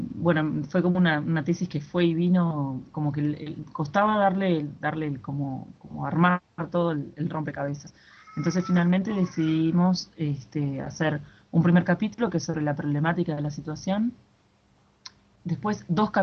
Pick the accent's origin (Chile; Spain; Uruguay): Uruguay; soy de Uruguay y soy profesora de matemática